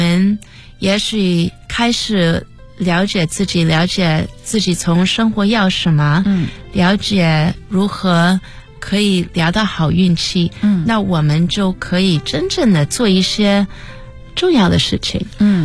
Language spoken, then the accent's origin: Chinese; United States; 我在美国长大，我是一个中国小姑娘，我今年48岁，所以我自己是1969年在美国出生